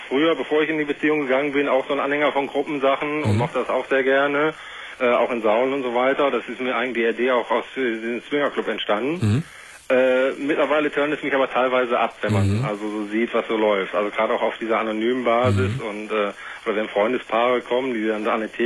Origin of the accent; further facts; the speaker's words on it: Cologne, North Rhine-Westphalia, Germany; also normalerweise kommen wir beide aus dem Raum in Köln. Und ich bin nur hier unten beruflich gelandet vor 2 Jahren